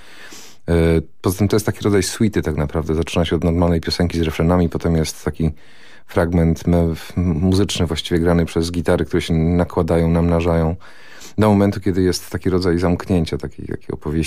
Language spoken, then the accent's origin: Polish; Greater Poland Voivodeship, Poland; Ale mentalnie chyba jestem taką mieszanką rozmaitych rzeczy, czyli urodziłem się i wychowałem mentalnie w Wielkopolsce